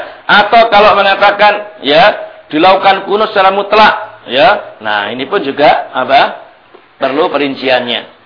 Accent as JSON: {"language": "Indonesian", "town": "Krian", "region": "East Java", "country": "Indonesia", "tie": "born or raised there", "said": "di kampung saya di Krian sana, ya."}